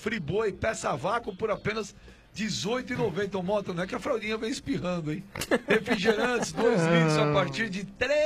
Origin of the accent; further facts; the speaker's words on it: Brazil; sou brasileiro, velho.